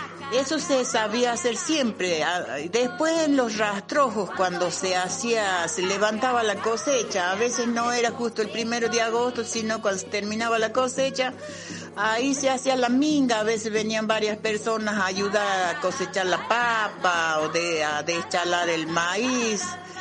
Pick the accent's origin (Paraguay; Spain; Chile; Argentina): Argentina; Cerro Negro de Tejadas, Salta; also born or lived in Cachi; soy de Salta la Linda, así que nací en el pueblo de Cachi y después de ahí me crié en un lugar llamado Cerro Negro de Tejadas. Vengo de parte de mi padre Coya, mi madre Calchaquí.